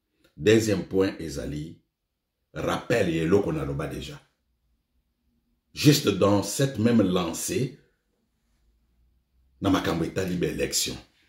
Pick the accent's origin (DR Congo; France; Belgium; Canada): DR Congo; Au Congo, nous savons Tozali na batu na biso na Congo to yebani. Nous sommes congolais.